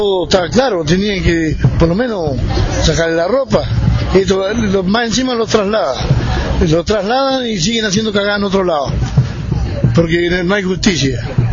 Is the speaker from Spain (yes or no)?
no; Epuyén, Chubut, Argentina; nosotros somos de Epuyén